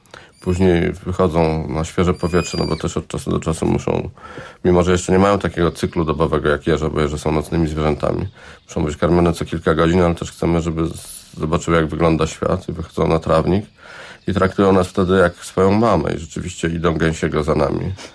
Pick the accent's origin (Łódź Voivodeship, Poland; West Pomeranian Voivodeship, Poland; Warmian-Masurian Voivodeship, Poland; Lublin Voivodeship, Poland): West Pomeranian Voivodeship, Poland; Szczecin; moved away as an adult; now in Warsaw, Poland; Nie urodziłem się w Warszawie. Urodziłem się w Szczecinie i przeprowadziłem się na studia do Warszawy i zostałem tutaj już przez resztę życia.